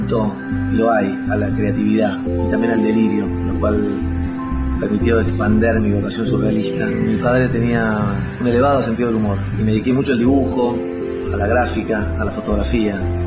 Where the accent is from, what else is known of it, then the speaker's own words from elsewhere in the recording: Buenos Aires, Argentina; born there; nací en 1955 en Buenos Aires. Desde muy chico me gustó actuar